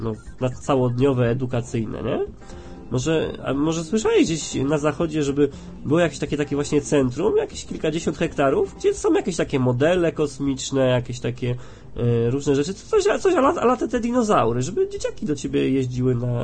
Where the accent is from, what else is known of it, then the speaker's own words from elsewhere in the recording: Świętokrzyskie Voivodeship, Poland; U nas w Świętokrzyskim najbardziej obleganym takim turystycznym miejscem jest Bałtów